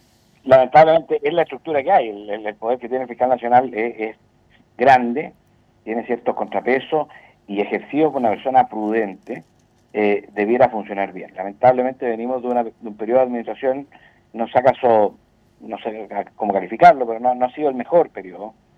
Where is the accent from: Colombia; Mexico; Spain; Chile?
Chile; con información más allá de la que podemos tener nosotros como chilenos, incluso como parlamentarios